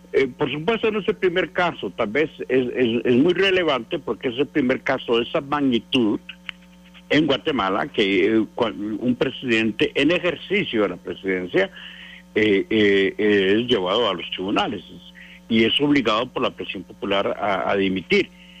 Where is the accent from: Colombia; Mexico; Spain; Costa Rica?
Costa Rica; Yo como costarricense debo recordarle que 3 expresidentes nuestros han sido señalados y acusados e incluso encarcelados por razones similares